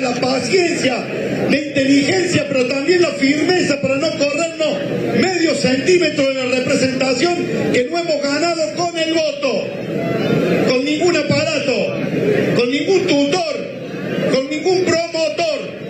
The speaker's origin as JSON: {"language": "Spanish", "region": "Córdoba", "country": "Argentina", "said": "Desde el corazón se lo digo como un cordobés orgulloso de este pueblo de Córdoba."}